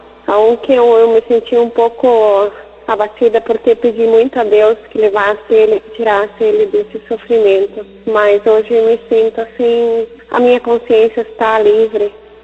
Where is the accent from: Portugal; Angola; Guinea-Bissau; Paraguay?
Paraguay; Santa Rita, Alto Paraná; eu sou aqui de Santa Rita, do Paraguai.